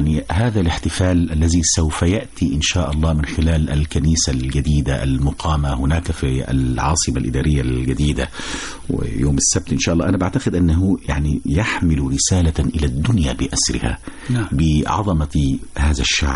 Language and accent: Arabic; Egypt; وأنا بسميه عيد المصريين والله، يعني فعلا يعني عيدنا إحنا كمصريين كلنا هو عيد.